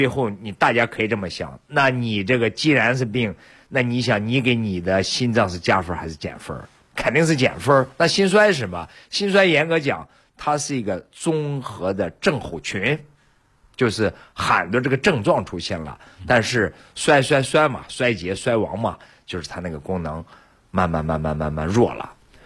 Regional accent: Shaanxi, China; 我是陕西人嘛，我就记得有一次。

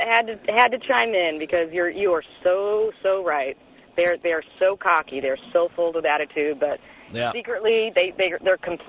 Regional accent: California, United States; also born or lived in New York; I grew up in California. Moved to New York 10 years ago, lived there for 10 years, desperate to come back, just moved back 5 months ago

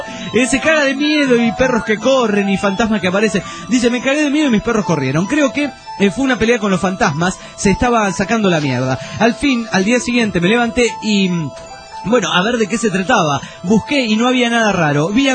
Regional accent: Juliaca, Puno, Peru; de Juliaca, Perú.

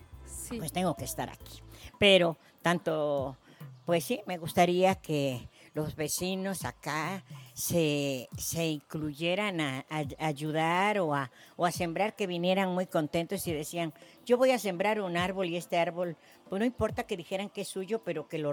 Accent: Veracruz, Mexico; pues aquí pues yo llegué a vivir, vengo del estado de Veracruz donde es mucha vegetación

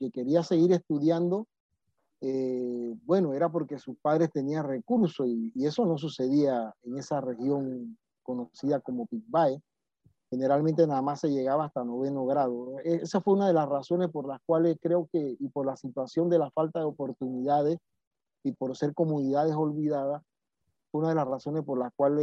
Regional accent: Panama; En mi pueblo le decíamos puerco o cerdo, pero eso era cada cierto tiempo

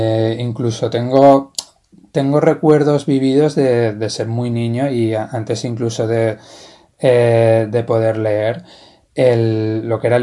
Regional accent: Valencia, Valencian Community, Spain; Soy de Valencia, bueno, nací en Valencia y he vivido aquí casi toda mi vida.

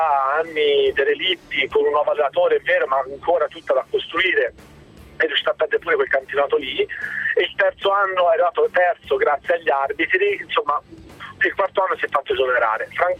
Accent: Pisa, Tuscany, Italy; sono un pisano che lavora a Livorno

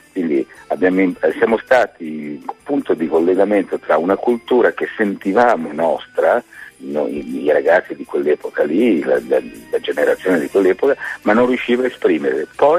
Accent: Milan, Lombardy, Italy; No, non lo so il milanese, io sono un milanese che non sa.

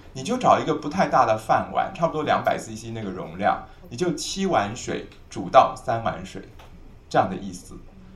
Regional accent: Taiwan; 我们台湾人的一两是多少公克啊？

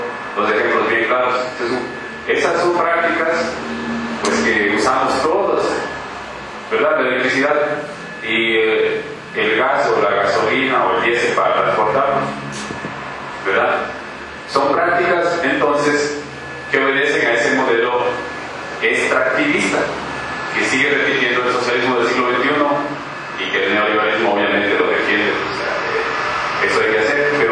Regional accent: Quito, Pichincha, Ecuador; Soy del Ecuador, de la ciudad de Quito

